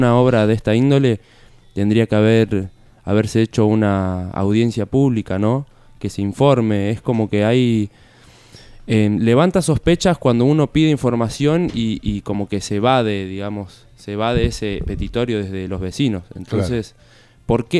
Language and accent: Spanish; Capilla del Monte, Córdoba, Argentina; also born or lived in La Falda; Sí, yo me crié acá en Capilla del Monte. Bueno. Nací en La Falda, viví en Charbo 4 años.